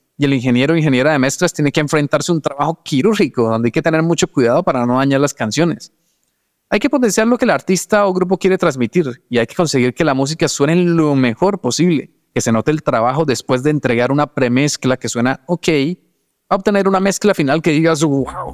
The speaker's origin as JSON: {"language": "Spanish", "region": "Santander", "country": "Colombia", "said": "Guane es una etnia indígena aquí donde yo soy, de Santander, Colombia"}